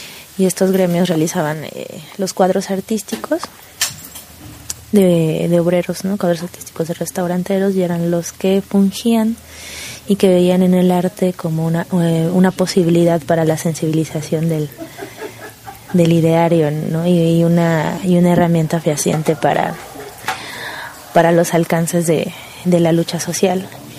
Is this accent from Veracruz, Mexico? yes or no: yes; Veracruz, Mexico; mi ciudad natal, que es el puerto de Veracruz